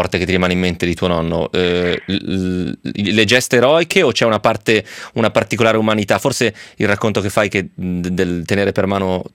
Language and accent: Italian; Piedmont, Italy; è un tratto comune anche un po' dalle mie parti, nel senso che pure i piemontesi hanno un po' quella cosa lì